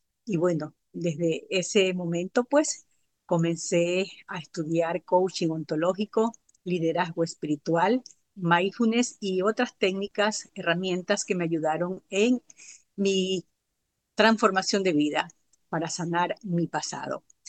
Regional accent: Ecuador; soy oriunda de Ecuador. Por estos días estoy de viaje en la Florida visitando a mi hijo y a su familia.

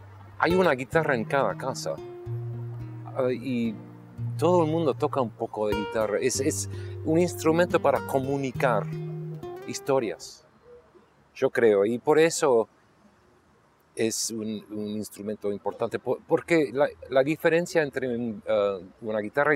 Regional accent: Argentina; born there; yo no vengo de una parte particular, yo no creo, soy más internacional porque nací en Argentina, inglés, un poco inglés, americano, así que yo no vengo de un lugar particular.

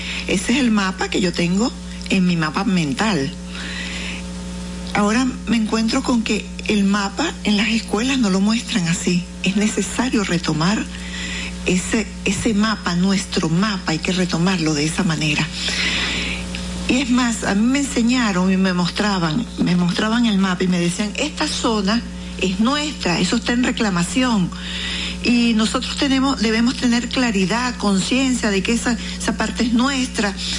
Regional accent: Venezuela; Me mueve en la sangre, en el alma, en el corazón, como venezolana.

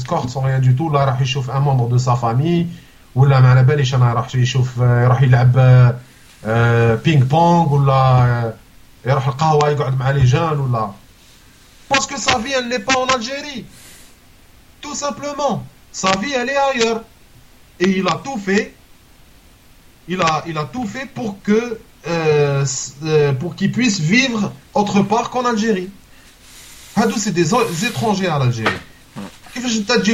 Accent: Algeria; Tu m'as rappelé en tant qu'Algérien

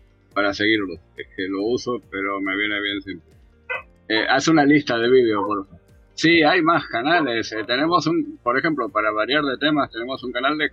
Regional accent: Córdoba, Argentina; Yo soy de Córdoba, Argentina

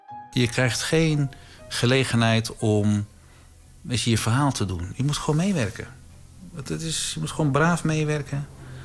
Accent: Breda, North Brabant, Netherlands; Ik ben geboren en getogen in Breda.

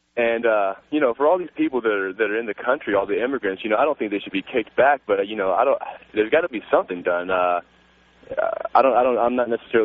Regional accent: Ireland; I'm Irish. I would burn.

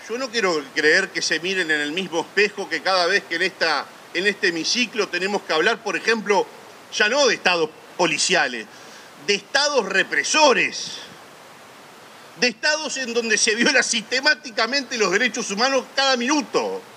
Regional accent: Uruguay; somos uruguayos, somos 3 millones de directores técnicos

